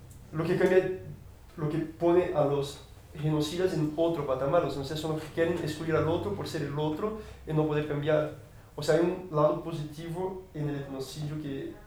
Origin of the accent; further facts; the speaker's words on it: Brazil; Spanish is a second language; bueno, yo soy de Brasil, ¿no?